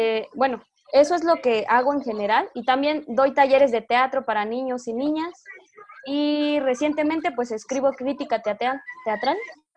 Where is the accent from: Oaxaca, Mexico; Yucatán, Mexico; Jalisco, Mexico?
Oaxaca, Mexico; Yo soy de Oaxaca, en México.